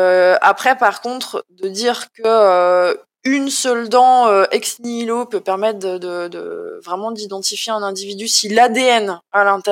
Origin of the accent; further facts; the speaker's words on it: Grand Est, France; C'est pas du tout parce que je suis chauvine et que je suis Lorraine